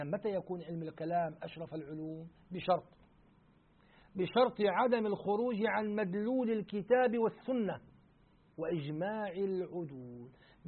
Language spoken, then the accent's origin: Arabic; Syria; مرة عندنا في الشام فعلوا حفلة احتفال جمعوا فيه قراء دمشق